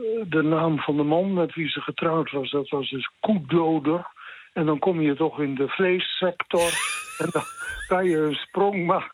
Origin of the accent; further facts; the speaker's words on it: Lutjebroek, North Holland, Netherlands; born there; Ik ben bijna 80 jaar geleden geboren. Ik ben in Lutjebroek geboren.